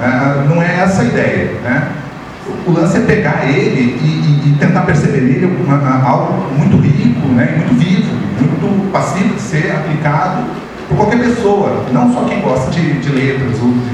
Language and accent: Portuguese; Paraná, Brazil; Eu sou paranaense, né?